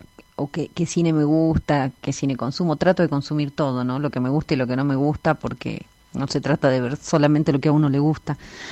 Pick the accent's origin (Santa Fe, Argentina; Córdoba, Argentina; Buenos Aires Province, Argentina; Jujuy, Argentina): Córdoba, Argentina; Mi pueblo está a 250 kilómetros de Córdoba capital